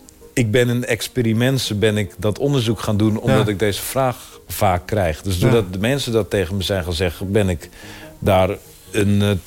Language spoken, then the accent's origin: Dutch; Amstelveen, North Holland, Netherlands; Dat ik groeide dus op in Amstelveen.